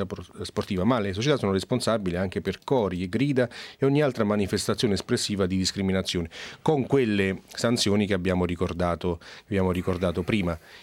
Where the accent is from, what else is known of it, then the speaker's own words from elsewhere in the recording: Naples, Campania, Italy; mi ricordo benissimo anche da napoletano, una particolare sensibilità su questo